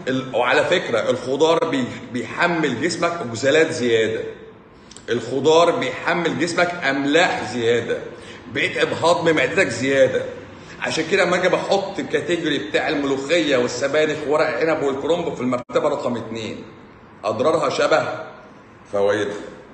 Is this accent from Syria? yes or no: no; Egypt; من عندنا في مصر